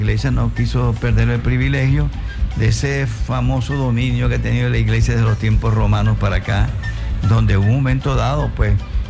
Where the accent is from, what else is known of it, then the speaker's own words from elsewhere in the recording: Nueva Esparta, Venezuela; como involucra a Margarita, mi tierra.